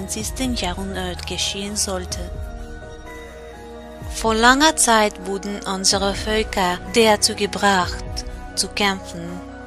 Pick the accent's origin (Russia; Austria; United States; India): Russia; born there; German is a second language; ich bin eine gebürtige Russin. Ich spreche kein Deutsch. Mein deutscher Freund hat mir geholfen, dieses Video zu machen. Entschuldigt bitte meinen Akzent.